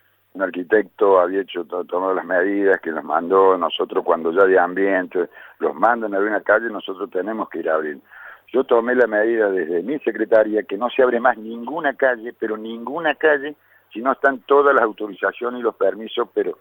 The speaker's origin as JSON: {"language": "Spanish", "region": "Córdoba", "country": "Argentina", "said": "yo cuando me vine del campo, yo soy de Córdoba, soy del campo, cuando me vine del campo hace 20 años había 7.000 personas en Capilla."}